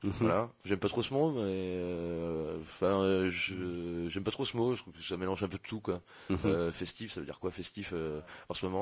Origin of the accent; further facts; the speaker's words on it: La Rochelle, Nouvelle-Aquitaine, France; Moi, je viens de La Rochelle, enfin d'à côté de La Rochelle.